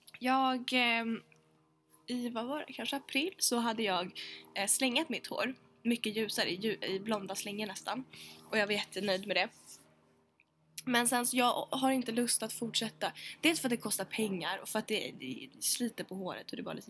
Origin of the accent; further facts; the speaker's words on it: Sweden; now in United Kingdom; Och så fick jag rabatt. Alla som är svenskar får rabatt av henne.